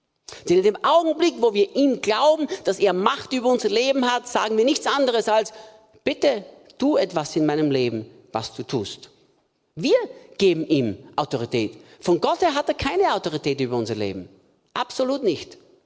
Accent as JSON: {"language": "German", "country": "Austria", "lives_now": "Germany", "said": "Bei uns zu Hause in Österreich würde man sagen, Pudelnockert auszogen."}